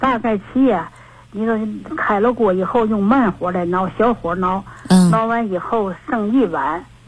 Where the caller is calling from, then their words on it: Tianjin, China; 我是天津的。